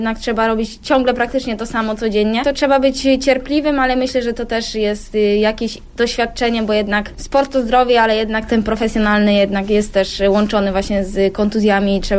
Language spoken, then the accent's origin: Polish; Pęgów, Lower Silesian Voivodeship, Poland; now in Wolfsburg, Germany; Pęgów, Kołuniejowa. Stamtąd pochodzę i uwielbiam spędzać czas tam, bo jak wychodzę, gdy przyjeżdżam właśnie z Wolfsburga